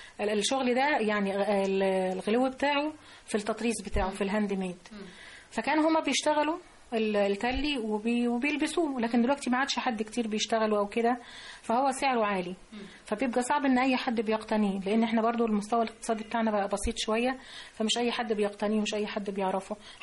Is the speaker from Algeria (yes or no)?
no; Upper Egypt, Egypt; يعني احنا عندنا في الصعيد مفيش ست متجوزة ما معهاش حجاب.